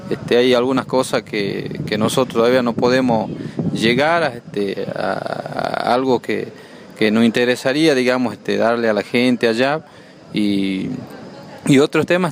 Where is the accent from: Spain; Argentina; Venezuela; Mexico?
Argentina; Morillo, Salta; soy de Morillo, que es un departamento en la cual nos divide en dos porque está el río Bermejo, pero en este caso nosotros estamos en Rivadavia, Banda Norte, y sería en la Ruta 81.